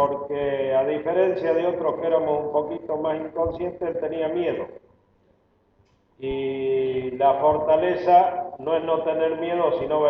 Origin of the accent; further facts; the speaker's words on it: Salta, Argentina; accent: salteña; moved away; con mi tonada salteña, que no he perdido después de 44 años de estar fuera de Salta